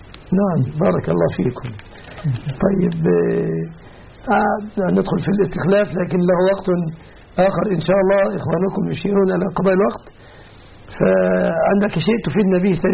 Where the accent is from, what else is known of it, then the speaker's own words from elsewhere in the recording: Egypt; وأسأل الله أن يحفظ بلادنا مصر آمنة مطمئنة